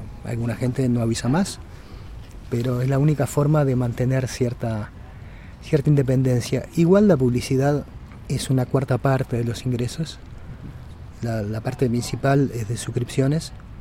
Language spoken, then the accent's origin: Spanish; Montevideo, Uruguay; soy de Uruguay, de Montevideo.